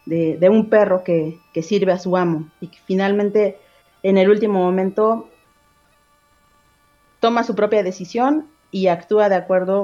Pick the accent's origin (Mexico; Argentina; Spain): Mexico; Tenancingo; en el contexto en el que yo crecí en Tenancingo